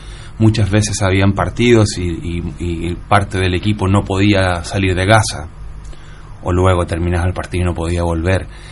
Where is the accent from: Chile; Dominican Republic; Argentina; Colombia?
Chile; Yo crecí en dictadura militar en Chile.